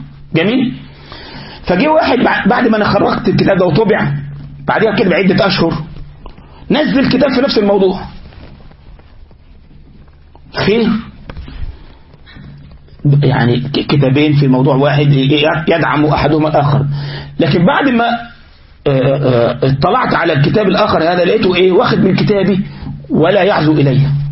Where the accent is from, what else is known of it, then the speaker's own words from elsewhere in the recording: Egypt; الغلط يعني عندنا في مصر يقول لك ايه الحرام اللي بيسيب دليله وراه